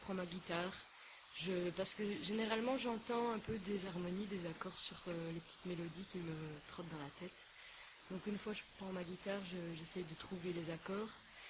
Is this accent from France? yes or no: no; Belgium; Il faut dire que chez nous, en Belgique, il pleut beaucoup.